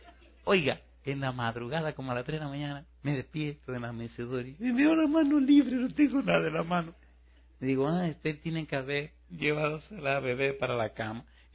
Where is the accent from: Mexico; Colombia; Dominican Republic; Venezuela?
Dominican Republic; Puerto Plata; Una vez, en una ciudad que se llama Puerto Plata, en mi país, estaba dando una campaña